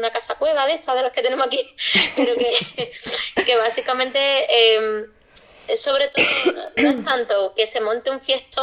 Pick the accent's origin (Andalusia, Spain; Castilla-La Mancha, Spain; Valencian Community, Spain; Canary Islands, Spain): Andalusia, Spain; Arcos de la Frontera; somos tres loquillas de Arcos de la Frontera, en la comarca de la Sierra de Cádiz, que pues son dos amigos gays y yo, que soy pues bollo de pata negra